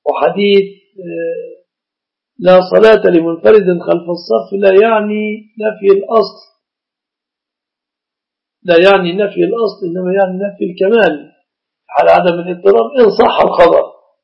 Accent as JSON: {"language": "Arabic", "country": "Egypt", "said": "يعني عندنا في مصر أهل الإسلام الصداق في الغالب يكون متمثلا في الآتي"}